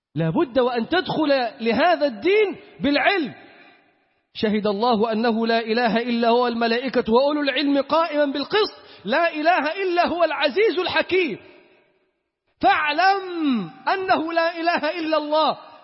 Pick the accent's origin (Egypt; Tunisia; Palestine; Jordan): Egypt; Upper Egypt; بنلبس عمة الصعايدة بتاعتنا دي، هي دي بتاعتنا اللي نعرف.